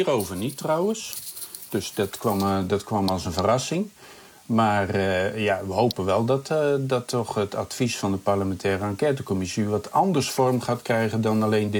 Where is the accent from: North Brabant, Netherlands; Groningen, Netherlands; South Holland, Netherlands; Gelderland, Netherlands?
Groningen, Netherlands; als Groninger moet je ook wat meer van die dingen weten dan een gemiddelde Nederlander